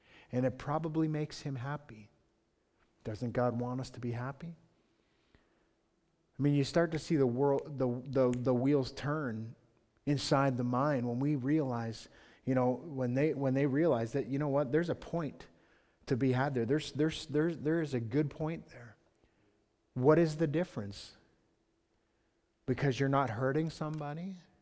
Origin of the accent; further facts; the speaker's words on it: Thorndale, Ontario, Canada; I'm Canadian. I'm from Thorndale.